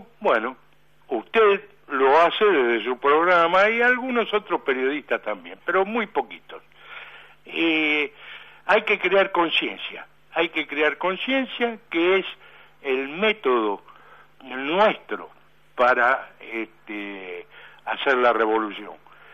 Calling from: Buenos Aires, Argentina; soy de Villa del Parque

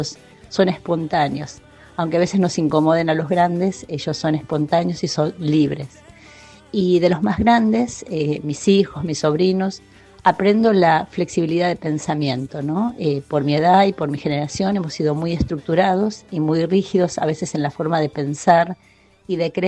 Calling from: Las Flores, Buenos Aires Province, Argentina; soy de Las Flores

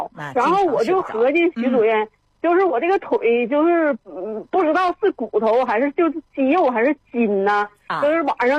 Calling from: Shenyang, Liaoning, China; 我沈阳的。

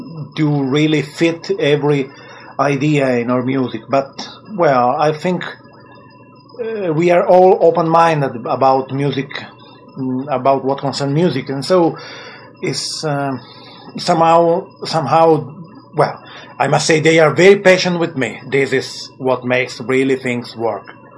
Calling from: Italy; English is a second language; I am calling from Italy

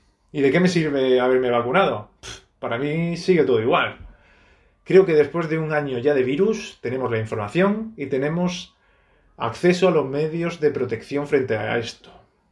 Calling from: Torrevieja, Valencian Community, Spain; de Torrevieja.

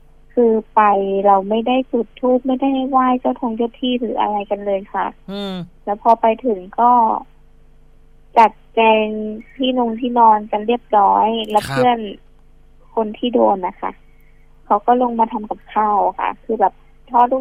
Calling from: Bang Khae, Bangkok, Thailand

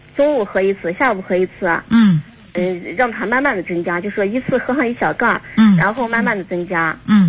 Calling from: Xinjiang, China; 我是新疆的朋友，48岁

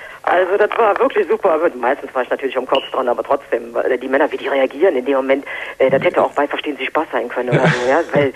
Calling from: Düsseldorf, North Rhine-Westphalia, Germany; ich komme aus Düsseldorf

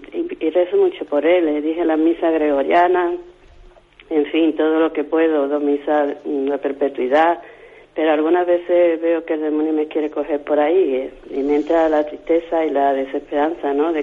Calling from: Málaga, Andalusia, Spain; de Málaga.

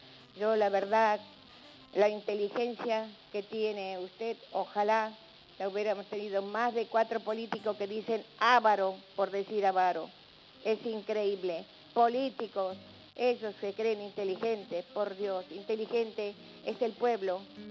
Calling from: San Justo, Buenos Aires Province, Argentina; de San Justo.

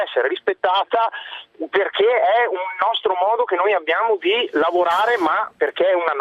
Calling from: Verona, Veneto, Italy; io appunto chiamo da Verona, sono di ACTA, quindi l'Associazione dei Consulenti del Terziario Avanzato

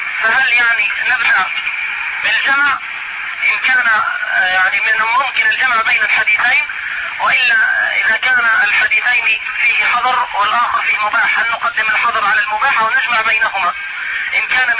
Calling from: Mecca, Makkah Province, Saudi Arabia; الشيخ احنا بنكلمك يعني من مكة

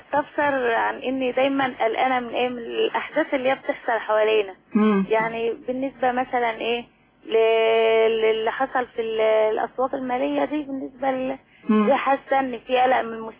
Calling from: Sharqia Governorate, Egypt; من الشرقيه.

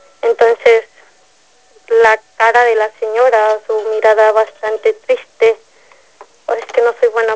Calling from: San Miguel de Allende, Guanajuato, Mexico; Estoy hablando de San Miguel Allende, ahora estoy radicando en este pueblo, bastante hermoso, por cierto.

